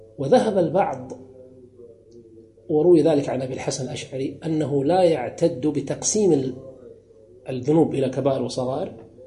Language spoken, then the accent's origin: Arabic; Kuwait; مثلا ككويتيين ليس من المروءة أن تدخل العرس بثوب بدون لا تغطي رأسك